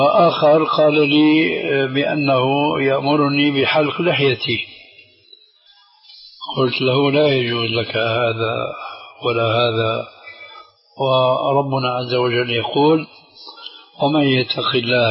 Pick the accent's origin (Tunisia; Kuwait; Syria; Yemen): Syria; هذا موجود عند الصوفية عندنا في سوريا من زمان من زمان